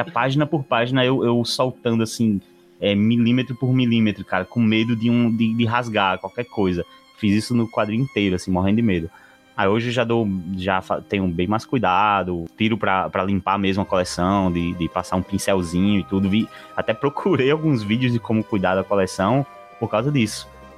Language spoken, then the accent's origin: Portuguese; São Gonçalo do Amarante, Rio Grande do Norte, Brazil; eu sou daqui de Natal, né? Na verdade, eu sou de São Gonçalo, que é muito próximo a Natal. Tá uma pontezinha. E, cara, é cidade litorânea, sim